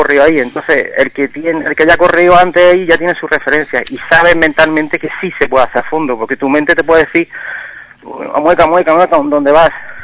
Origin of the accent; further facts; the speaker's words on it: Almuñécar, Andalusia, Spain; also born or lived in Belgium; Yo nací en Bélgica, pero como mi padre, con 7 años, se vinieron a vivir aquí a Almuñaca. Ajá. Entonces llevo ya casi 50 años aquí. Entonces, pues, tengo la doble nacionalidad.